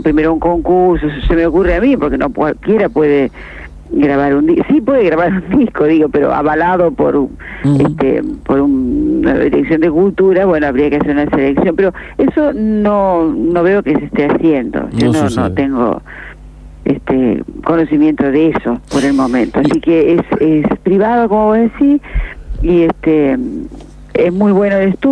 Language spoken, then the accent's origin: Spanish; Gualeguaychú, Entre Ríos, Argentina; volver a mis pagos en Entre Ríos, sur Entre Ríos. Yo soy de Gualeguaychú.